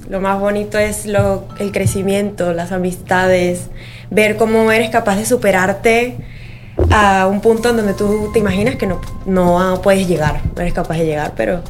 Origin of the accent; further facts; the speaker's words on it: Venezuela; now in Spain; Sí. Yo soy de Venezuela, sí. Venezolana.